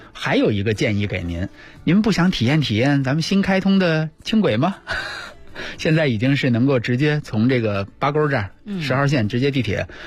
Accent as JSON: {"language": "Chinese", "region": "Beijing", "country": "China", "said": "就咱们北京人不是老去吗？"}